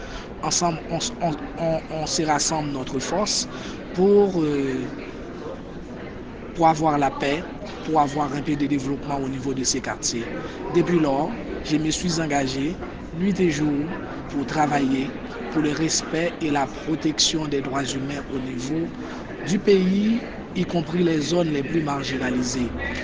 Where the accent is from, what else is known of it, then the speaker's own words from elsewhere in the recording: Port-au-Prince, Ouest, Haiti; je suis haïtien. J'ai grandi dans un quartier qu'on appelle La Saline, qui se trouve à Port-au-Prince. Et puis, à l'âge de 15 ans, ma famille a décidé de se retirer dans le quartier pour aller à Cité Soleil, un autre quartier assez difficile encore.